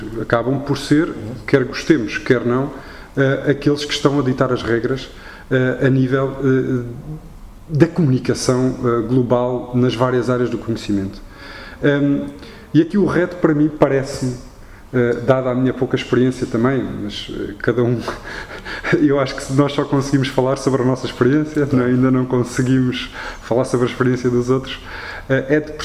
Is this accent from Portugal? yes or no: yes; Portugal; Isto para mim é assustador enquanto português.